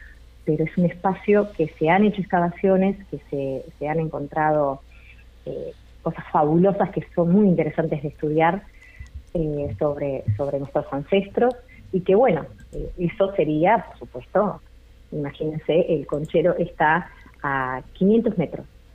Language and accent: Spanish; Uruguay; para nosotros como uruguayos y como uruguayas, para saber de dónde venimos y para saber quiénes somos.